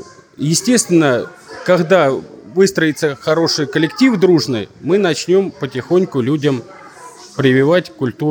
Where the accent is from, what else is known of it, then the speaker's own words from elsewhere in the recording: Mozhaysk, Moscow Oblast, Russia; born there; now in Bryansk, Russia; Я родился в Можайске, ну, с 80-го года здесь живу, уже 40 лет.